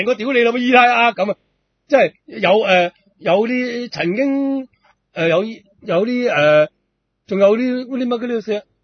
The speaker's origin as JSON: {"language": "Cantonese", "country": "Hong Kong", "said": "因為佢哋嗰種玩法呢唔同我哋香港人"}